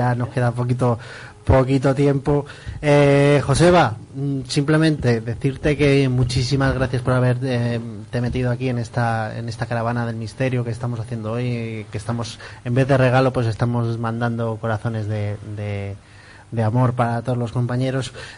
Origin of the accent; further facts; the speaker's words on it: Barcelona, Catalonia, Spain; born there; also born or lived in La Rioja; now in Seville, Spain; Yo soy de Barcelona, nací en Barcelona, pero he pasado muchos años de mi vida en La Rioja, casi todos